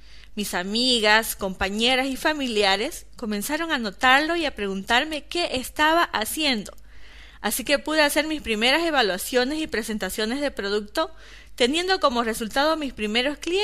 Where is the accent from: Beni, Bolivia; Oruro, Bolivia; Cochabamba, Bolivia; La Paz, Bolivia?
Beni, Bolivia; Riberalta; born there; tengo 33 años, nací en Rivera Alta, Beni, Bolivia, una pequeña ciudad de 30.000 habitantes en aquel entonces. Vengo de una familia donde no hubo abundancia ni lujos